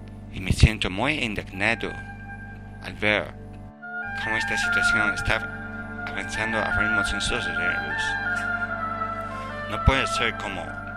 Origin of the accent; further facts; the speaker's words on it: Australia; Spanish is a second language; now in Cádiz, Spain; vengo de Australia, vivo desde hace 15 años en Cádiz